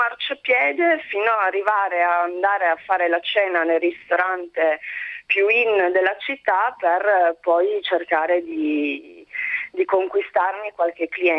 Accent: Turin, Piedmont, Italy; Io sono nata e cresciuta a Torino

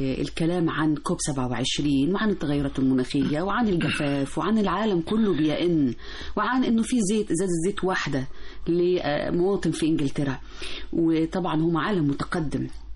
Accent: Egypt; وإحنا الحمد لله الخير فينا وخير عندنا في مصر

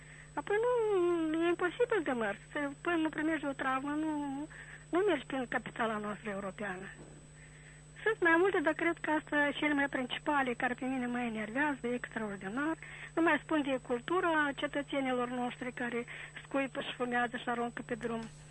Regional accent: Chișinău, Moldova; sunt din Chișinău.

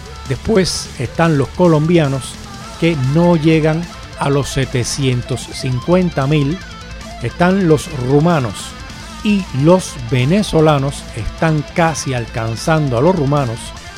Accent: Cuba; accent: Cuban; now in Spain; yo soy el primero que sueno como cubano, quiero sonar como cubano, seguirlo haciendo toda mi vida

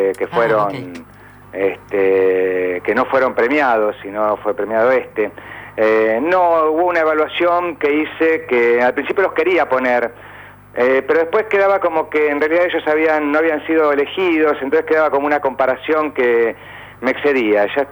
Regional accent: Argentina; en una ciudad moderna, nuestra capital, de como argentinos

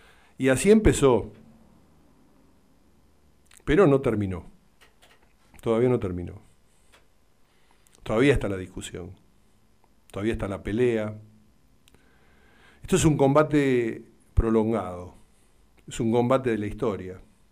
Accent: Argentina; todos nos respetamos como ciudadanos, como argentinos.

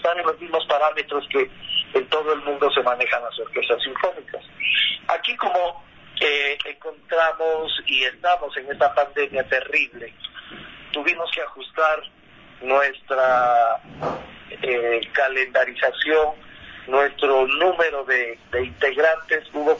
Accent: Loja, Ecuador; Llegamos tres compañeros que estábamos aquí lojanos

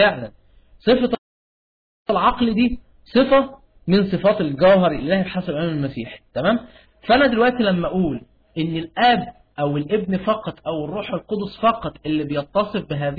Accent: Egypt; عندنا في مصر اللي هو مطران دمياط

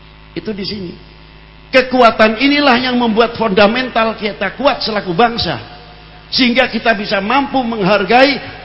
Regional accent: Indonesia; Karena saya adalah orang Indonesia, saya adalah bangsa Indonesia

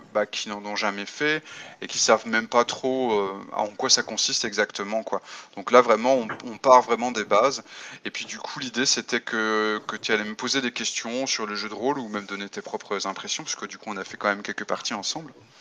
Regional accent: France; je suis français et je suis essentiellement auteur de jeux de rôle.

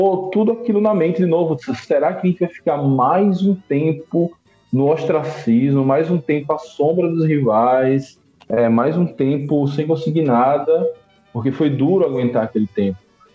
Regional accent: Rio de Janeiro, Brazil; born there; now in Sergipe, Brazil; Eu nasci no Rio de Janeiro. Meu pai é mineiro, minha mãe é de Sergipe. E aí, quando nós viemos do Rio para cá, no final dos anos 80... A gente foi, no primeiro lugar que a gente morou foi no bairro Industrial.

